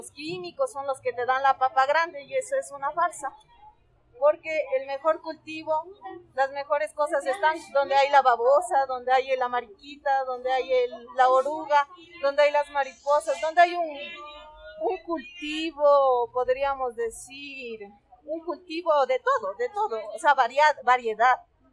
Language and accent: Spanish; Nayón, Pichincha, Ecuador; Al momento que nosotros cultivamos, sembramos plantas, porque somos de Nayón